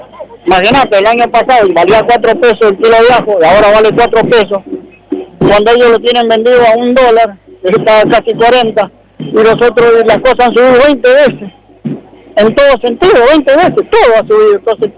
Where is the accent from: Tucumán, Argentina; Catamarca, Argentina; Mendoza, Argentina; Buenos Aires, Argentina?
Mendoza, Argentina; Maipú; yo soy chacarero, somos hortícolas, la mayoría de las familias somos hortícolas y somos del departamento de Maipú.